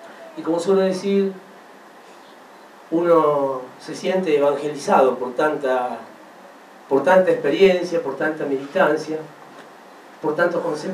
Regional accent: Rosario, Santa Fe, Argentina; como buen rosarino a veces siento lo mismo que … ¿no? Y sobre todas las cosas por ser de Central.

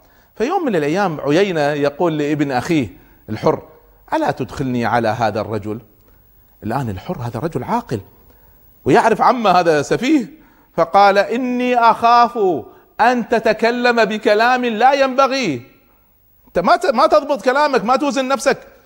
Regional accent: Kuwait; يعني في بعض الدول مثل عندنا في الكويت

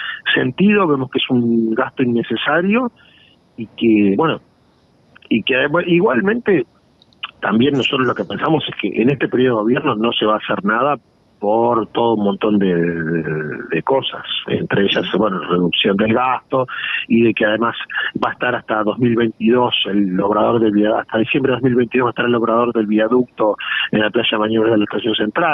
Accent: San José, Uruguay; uno soy de San José y otro de Florida

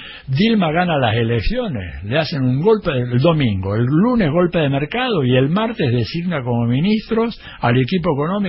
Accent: Argentina; also born or lived in Mexico; yo soy argentino. He vivido 8 años en México

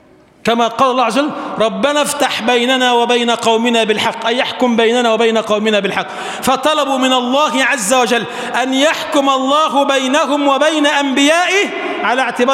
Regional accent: Egypt; اجعل بلدنا مصر بلدا آمنا مطمئنا

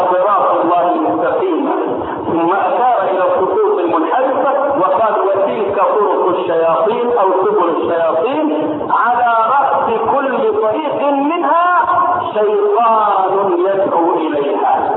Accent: Egypt; وان لم تكن واضحه في حياتنا نحن هنا كمصريين

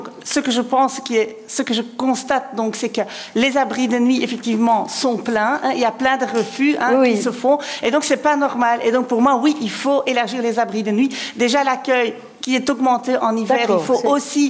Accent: Charleroi, Wallonia, Belgium; Voilà, je suis de Charleroi aussi, donc aussi vous, moi aussi je suis médecin.

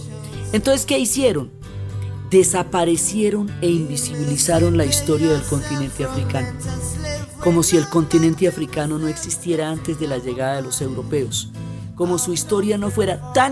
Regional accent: Colombia; en nuestra historia y en nuestra propia percepción como colombianos, tenemos muchísima información europea

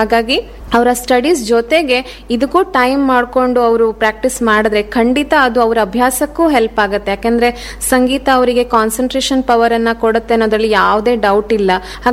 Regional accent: Yalaguppa, Karnataka, India; ನಮ್ಮದು ಯಲಗುಪ್ಪ ಅನ್ನುವಂಥ ಒಂದು ಪುಟ್ಟ ಹಳ್ಳಿ, ಹೊನ್ನಾವರ ತಾಲೂಕಿನ ಯಲಗುಪ್ಪ ಅನ್ನುವಂಥ ಪುಟ್ಟ ಹಳ್ಳಿ.

